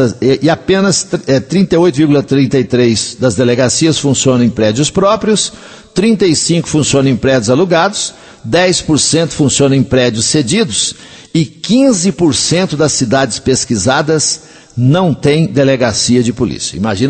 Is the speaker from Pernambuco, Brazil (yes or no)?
no; Coromandel, Minas Gerais, Brazil; eu vou começar na minha terra. E as pessoas ali de Coromandel, da região, que quiserem participar